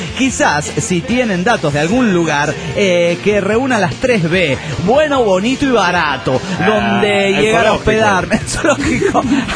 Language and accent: Spanish; Managua, Nicaragua; de Managua, Nicaragua.